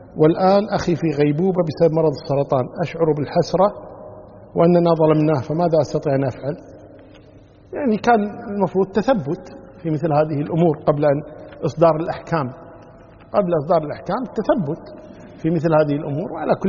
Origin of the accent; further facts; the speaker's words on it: Kuwait; يعني عندنا في الكويت عن طريق وزارة العدل